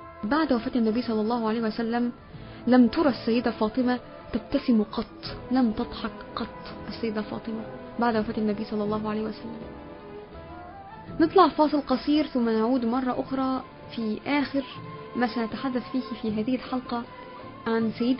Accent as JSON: {"language": "Arabic", "country": "Egypt", "said": "اللي هي المدفونة عندنا في مصر هنا"}